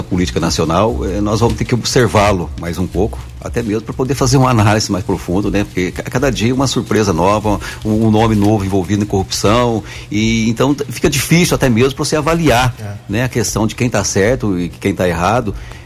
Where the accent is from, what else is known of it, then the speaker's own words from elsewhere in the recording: Guaranésia, Minas Gerais, Brazil; eu sou um guaranesiano nato, nascido e criado em Guaranésia, vivi na área rural, vivi o dia a dia dos guaranesianos